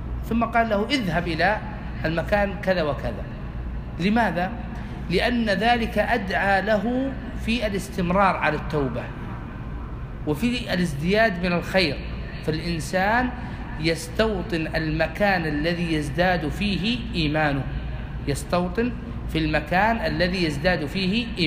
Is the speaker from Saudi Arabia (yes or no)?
yes; Al-Qassim, Saudi Arabia; هذا وجدته في عندنا في القصيم